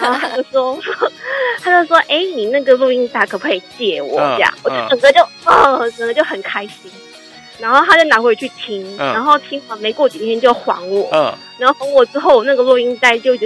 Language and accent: Chinese; Taipei, Taiwan; 我是台北的